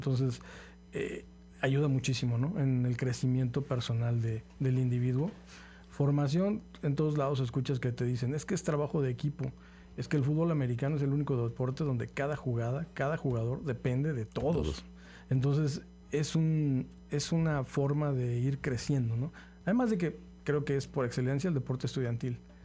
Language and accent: Spanish; Querétaro, Mexico; now in Xalapa, Mexico; Nosotros venimos de la ciudad de Querétaro, llegando a Jalapa